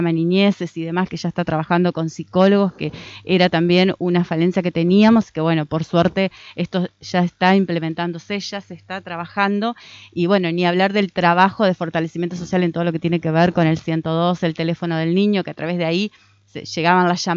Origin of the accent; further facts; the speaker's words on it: Argentina; uno es argentino, estamos en Argentina